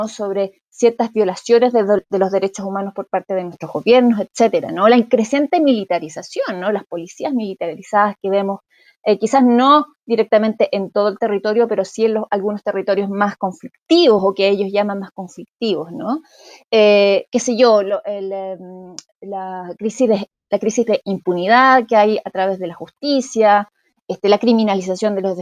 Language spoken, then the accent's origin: Spanish; Chile; yo soy chilena y tenemos una ley de datos personales